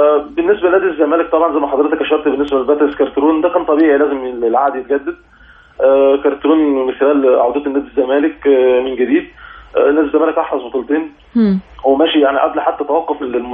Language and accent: Arabic; Egypt; احنا عندنا في مصر يعني للاسف الموضوع بيكون صعب شويه